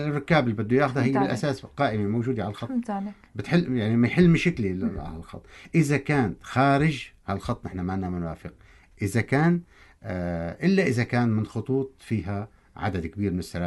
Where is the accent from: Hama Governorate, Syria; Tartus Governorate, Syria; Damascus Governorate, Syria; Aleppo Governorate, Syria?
Tartus Governorate, Syria; Barmanat al-Mashayekh; خط برمانة المشايخ اللي هي قريتي